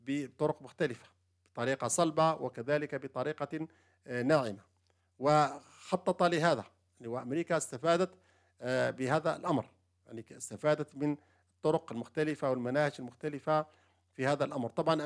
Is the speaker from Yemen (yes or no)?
yes; Yemen; ومن ذلك في بلدنا اليمن